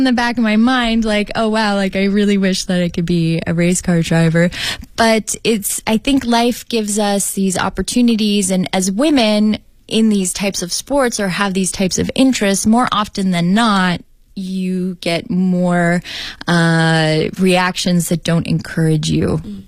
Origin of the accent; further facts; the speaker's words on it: Canada; I didn't view them as different because we are all Canadian and equally Canadian.